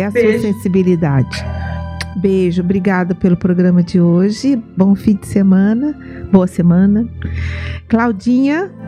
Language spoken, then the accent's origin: Portuguese; Aparecida, São Paulo, Brazil; born there; nasci em Aparecida